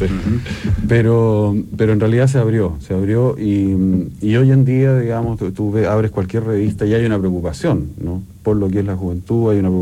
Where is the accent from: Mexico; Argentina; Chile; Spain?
Chile; Nosotros somos latinos, ¿no? O sea, de los chilenos.